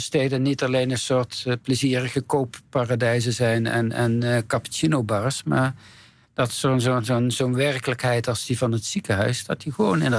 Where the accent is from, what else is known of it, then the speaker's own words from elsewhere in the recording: North Brabant, Netherlands; Ik kom uit Brabant.